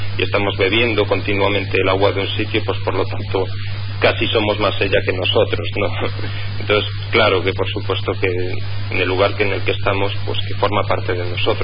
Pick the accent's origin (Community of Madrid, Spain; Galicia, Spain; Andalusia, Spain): Galicia, Spain; A Coruña; yo aquí que soy de Coruña te puedo decir que sí